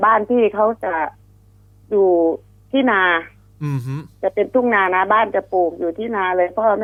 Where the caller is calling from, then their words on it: Taling Chan, Bangkok, Thailand; ตลิ่งชันค่ะ